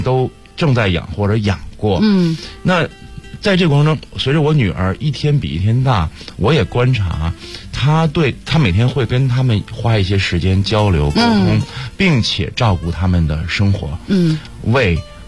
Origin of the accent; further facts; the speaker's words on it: Beijing, China; 北京人，对，三环边上，三环里紧挨着三环，然后就其实三环外就是那会儿叫乡下农村了